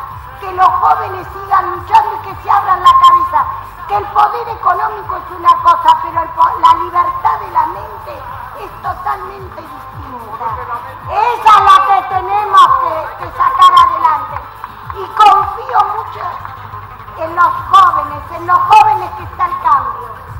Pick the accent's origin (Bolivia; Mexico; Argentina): Argentina; Acá no hay un anti ni un pro contra nada. Somos todos argentinos.